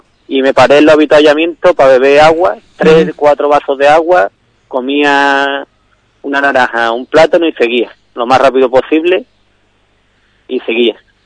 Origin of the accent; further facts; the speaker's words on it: Ubrique, Andalusia, Spain; porque soy de Ubrique y se han hecho en Ubrique.